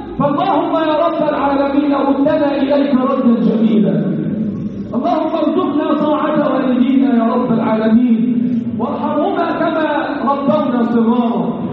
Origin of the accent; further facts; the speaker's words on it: Egypt; اللهم احفظ بلدنا مصر